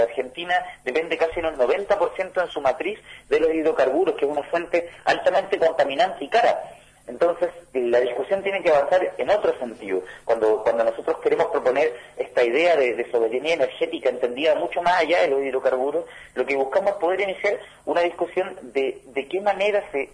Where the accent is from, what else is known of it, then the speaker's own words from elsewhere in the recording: Chile; yo soy de Chile